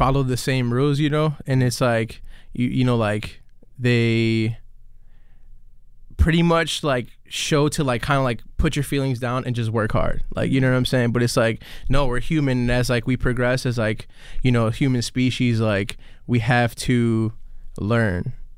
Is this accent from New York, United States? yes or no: no; Chicago, Illinois, United States; Like I was raised in Humboldt Park, so I couldn't go out much.